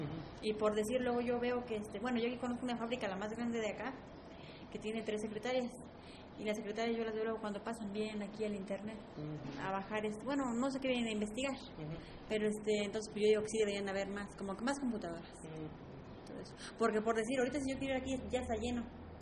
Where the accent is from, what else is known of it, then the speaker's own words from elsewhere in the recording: Puebla, Mexico; No, desde que nací aquí en mi pueblo.